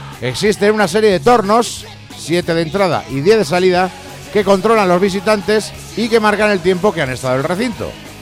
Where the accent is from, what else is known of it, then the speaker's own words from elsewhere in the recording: Zaragoza, Aragon, Spain; Yo, por ejemplo, soy de Zaragoza y no disfruto con el clima.